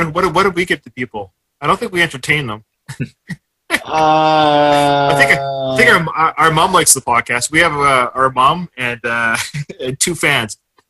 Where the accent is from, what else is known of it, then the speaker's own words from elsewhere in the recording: Canada; We're Canadian, so we have Affordable Care up here.